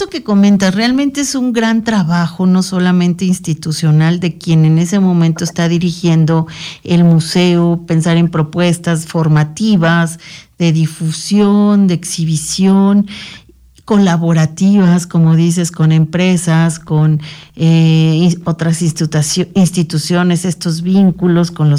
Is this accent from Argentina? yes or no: no; Mexico; otra formación que nos genere identidad, como en este caso como mexicanos.